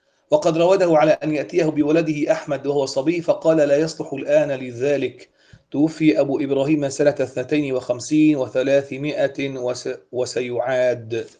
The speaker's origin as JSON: {"language": "Arabic", "country": "Syria", "said": "عندنا في سوريا مثلا خناصرة"}